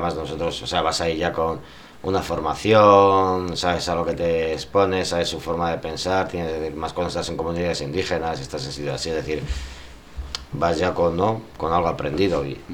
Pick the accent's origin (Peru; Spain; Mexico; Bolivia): Spain; Madrid, Community of Madrid; Decía, no, soy de Madrid